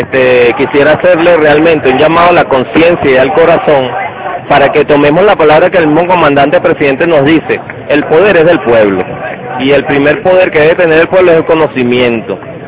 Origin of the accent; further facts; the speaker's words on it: Venezuela; Y nosotros como pueblo venezolano, nosotros como buscando la segunda independencia de Venezuela